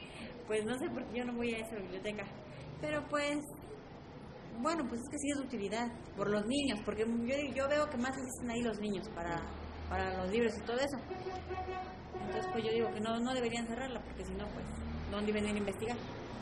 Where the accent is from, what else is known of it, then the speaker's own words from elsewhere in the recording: Puebla, Mexico; No, desde que nací aquí en mi pueblo.